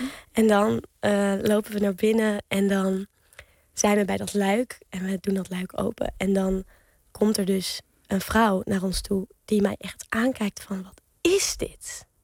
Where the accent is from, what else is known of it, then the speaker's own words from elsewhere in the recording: Amsterdam, North Holland, Netherlands; ik kom uit het centrum van Amsterdam, bij de Nieuwmarkt. En daar had ik een zolderkamertje.